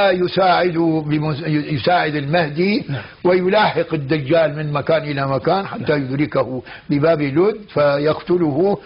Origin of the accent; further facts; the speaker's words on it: Damascus, Damascus Governorate, Syria; فأن بعض الناس عندنا بالشام